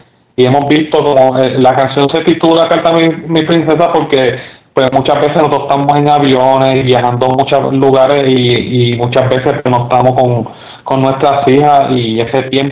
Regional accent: Puerto Rico; also born or lived in United States; yo me crié en Puerto Rico y en Estados Unidos, pues el joven se cría bien diferente

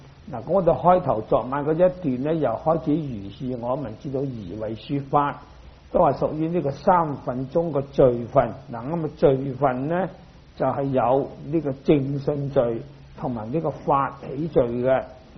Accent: Guangdong, China; 我是廣東人，標準廣東話就讀室利

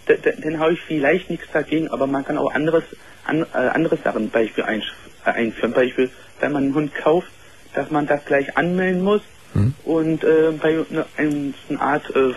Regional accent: Berlin, Germany; ich komme aus Berlin

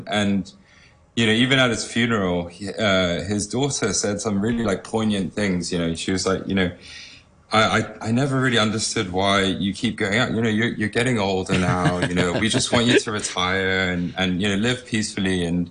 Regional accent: Hong Kong; I'm a local boy, I'm born and brought up in Hong Kong.

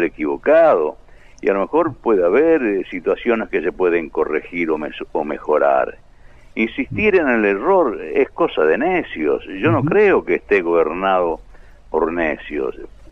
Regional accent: Argentina; Yo creo que no somos animales, somos dignos argentinos, como cualquiera.

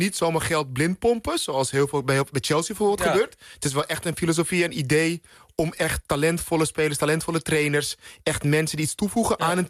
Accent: Netherlands; Nou ja, wij hebben als Nederlanders toch best wel wat trauma's gehad

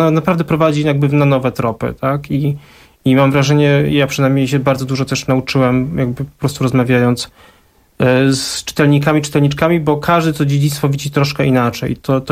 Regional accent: Bydgoszcz, Kuyavian-Pomeranian Voivodeship, Poland; wychowałem się w tej robotniczej rodzinie powileńskiej w Bydgoszczy

